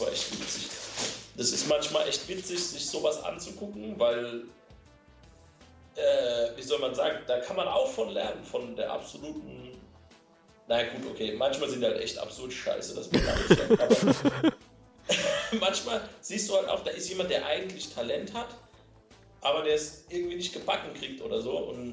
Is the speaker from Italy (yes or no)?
yes; Italy; ich bin Italiener. Halb.